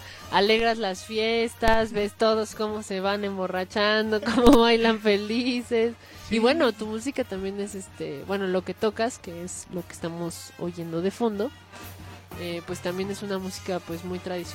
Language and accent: Spanish; Mexico; Yo creo que sí tenemos muchos lugares de donde tomar fuerza como pueblo mexicano